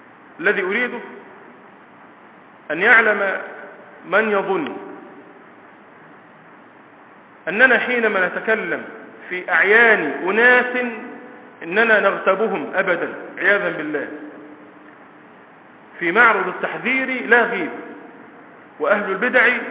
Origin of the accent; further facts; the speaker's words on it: Egypt; موجودون اليوم في بلادنا مصر